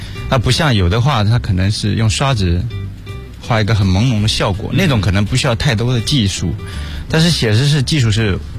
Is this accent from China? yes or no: yes; southern China, China; 其实是我是南方人，讲话从来都是这样的啊